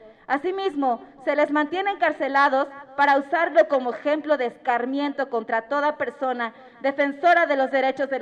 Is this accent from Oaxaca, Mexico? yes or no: yes; Oaxaca, Mexico; formo parte del colectivo de Mujeres Mazatecas por la Libertad. Vengo de Oaxaca, de la región Mazateca, que queda al norte del estado de Oaxaca.